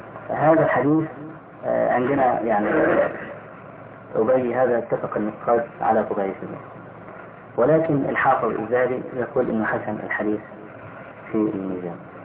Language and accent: Arabic; Egypt; فأخذها بعض الناس عندنا في مصر